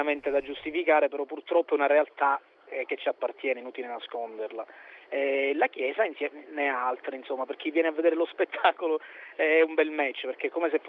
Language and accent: Italian; Sicily, Italy; io da siciliano la sento in maniera particolare